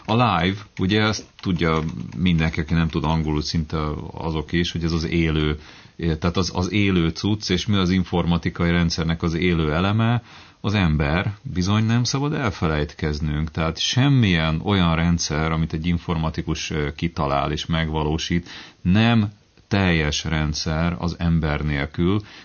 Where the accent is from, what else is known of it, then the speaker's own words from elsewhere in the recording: Budapest, Hungary; Igen, óbudai vagyok.